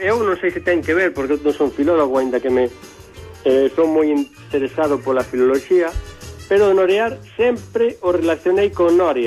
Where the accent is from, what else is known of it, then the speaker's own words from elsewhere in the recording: Galicia, Spain; Os galegos estamos en todas